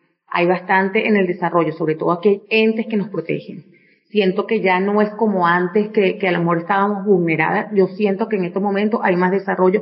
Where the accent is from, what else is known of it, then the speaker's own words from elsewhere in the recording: Venezuela; nosotros tenemos un gran desarrollo y un gran papel importante como mujeres venezolanas